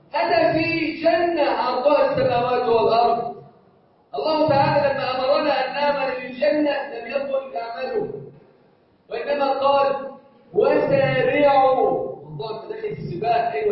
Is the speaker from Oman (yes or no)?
no; Egypt; اللهم اجعل بلدنا مصر امنا امانا سخاء رخاء وسائر بلاد المسلمين